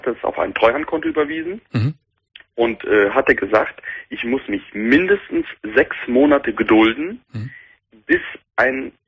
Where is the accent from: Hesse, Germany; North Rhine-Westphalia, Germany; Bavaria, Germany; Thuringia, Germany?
North Rhine-Westphalia, Germany; born there; now in Cologne, Germany; Ich bin dann wieder zurück nach Köln gezogen. Ja. Ich bin zwar gebürtig aus dem Sauerland, aber in Köln habe ich mich wohlgefühlt.